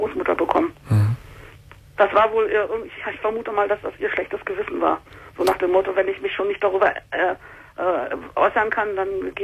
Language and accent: German; Germany; Ich bin zwar hier aufgewachsen